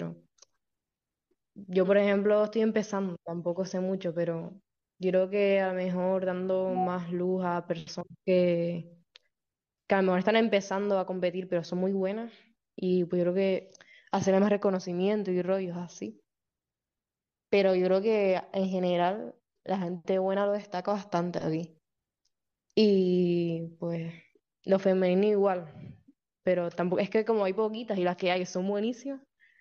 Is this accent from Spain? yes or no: yes; Canary Islands, Spain; Sí, soy de Tenerife. A ver, a mí, el Socorro, obviamente, es mi casa.